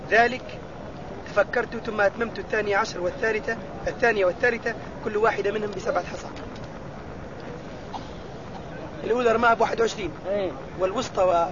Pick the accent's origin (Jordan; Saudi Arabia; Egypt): Egypt; أنا من مصر وأريد عمرة عن أبي